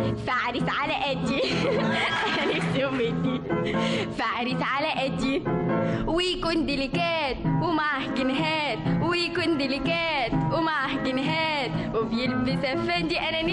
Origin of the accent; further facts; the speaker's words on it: Egypt; born there; طبعا ما دام مولوده في مصر وماما وبابا كلهم مولودين في مصر يبقى مصر تبقى.